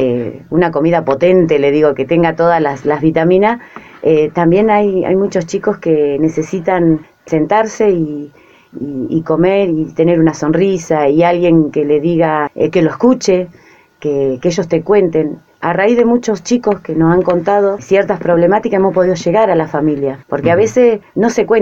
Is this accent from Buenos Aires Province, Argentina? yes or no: yes; Azul, Buenos Aires Province, Argentina; yo soy de Azul, pero mi esposo es de La Prida. Mis hijos son lapridense